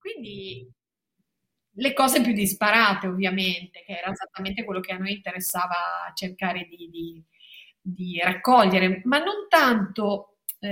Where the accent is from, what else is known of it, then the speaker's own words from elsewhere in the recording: Loano, Liguria, Italy; also born or lived in Genoa; io sono cresciuta a Loano, ho vissuto lì fino ai 19 anni, 18-19 anni, quando sono poi andata a Genova all'università, quindi sono molto legata anche a Loano.